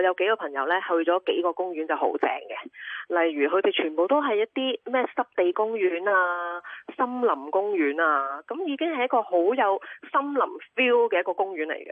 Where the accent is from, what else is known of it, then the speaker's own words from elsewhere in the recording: Hong Kong; 唔係我哋香港人整個牀墊就算喎